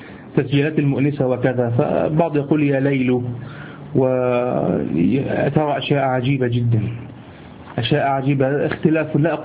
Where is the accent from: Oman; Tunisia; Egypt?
Egypt; عندنا في مصر